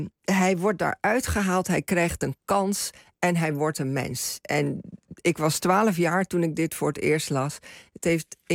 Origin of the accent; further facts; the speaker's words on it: Suriname; En ik groeide op in Suriname, Nederlandstalig.